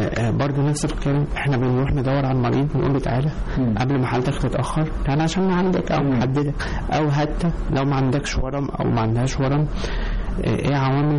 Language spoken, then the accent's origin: Arabic; Egypt; خليني بس أنا بفخر إن أنا طبيب مصري